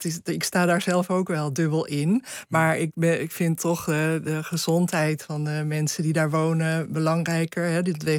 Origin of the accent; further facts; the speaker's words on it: IJmuiden, North Holland, Netherlands; Als kind woon ik inderdaad in IJmuiden.